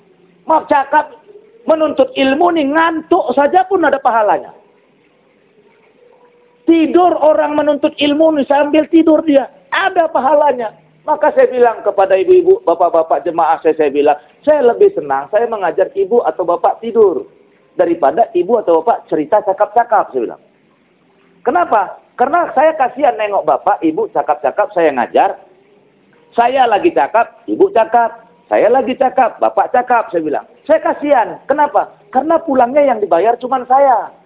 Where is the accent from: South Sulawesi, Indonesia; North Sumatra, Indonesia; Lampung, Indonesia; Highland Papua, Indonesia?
North Sumatra, Indonesia; Kuala Tanjung; Yang paling jauh saya dari Kuala Tanjung.